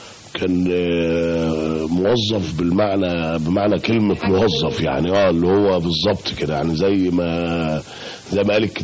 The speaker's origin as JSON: {"language": "Arabic", "town": "Bulaq Dakrour", "region": "Giza Governorate", "country": "Egypt", "tie": "born or raised there", "said": "لأن أنا سبت بلاب العلا وأنا عندي يمكن 5 سنين، وبعدين عشت كتير في بلاد دكرور، يمكن عشت لغاية ما اتجوزت سنة 89، وبعد كده انتقلت بعد ما اتجوزت للهرم."}